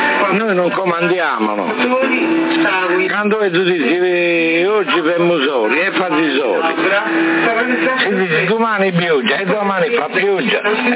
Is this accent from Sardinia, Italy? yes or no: yes; Sardinia, Italy; Sono sardo.